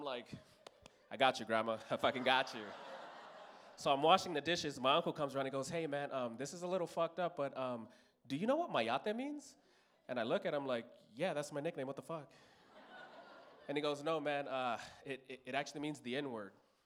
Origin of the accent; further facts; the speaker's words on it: Los Angeles, California, United States; And it was weird growing up in East LA, very weird, because I'm the first black kid born into my mother's family.